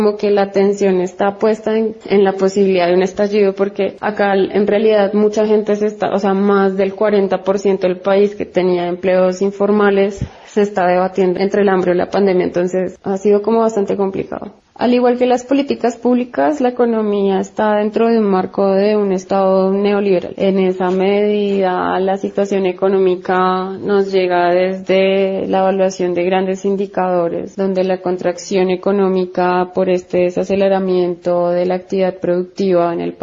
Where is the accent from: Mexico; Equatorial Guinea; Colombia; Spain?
Colombia; Bogotá; moved away; also born or lived in Argentina; Soy colombiana, aunque hace un poco más de 10 años que vivo en Argentina, aunque actualmente desde hace 5 meses estoy en Bogotá, mi ciudad de origen en Colombia.